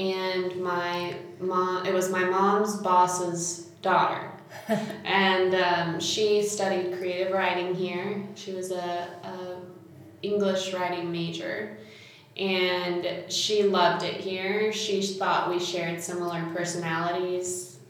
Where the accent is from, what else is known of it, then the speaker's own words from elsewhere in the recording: Dallas, Texas, United States; I'm from Dallas.